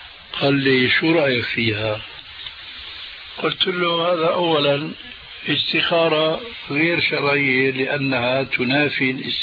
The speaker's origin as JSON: {"language": "Arabic", "town": "Damascus", "region": "Damascus Governorate", "country": "Syria", "said": "هذه كانت تستعمل عندنا في دمشق،"}